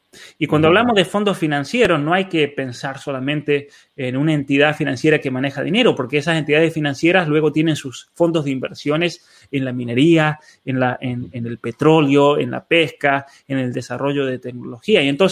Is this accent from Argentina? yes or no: yes; Barreal, San Juan, Argentina; tengo conocimiento directo de compañías mineras que venían a mi pueblo, a Barrea